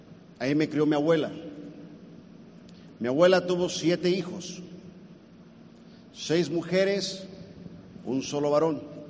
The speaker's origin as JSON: {"language": "Spanish", "region": "Colima", "country": "Mexico", "said": "Yo soy mexicano, de Colima."}